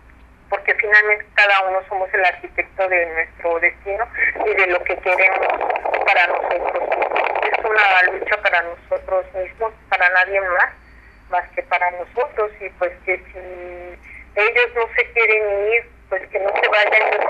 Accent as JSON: {"language": "Spanish", "region": "Mexico City", "country": "Mexico", "said": "Nosotros somos del centro del DF"}